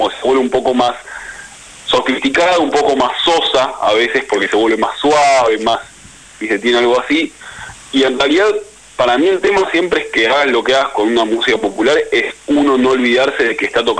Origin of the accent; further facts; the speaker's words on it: Argentina; porque somos todos argentinos, porque nos criamos acá